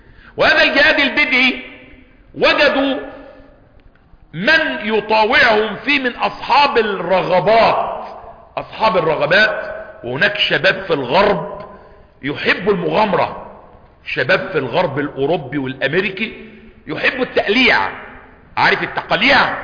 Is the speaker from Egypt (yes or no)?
yes; Cairo, Cairo Governorate, Egypt; إحنا عندنا بيوت هنا في القاهرة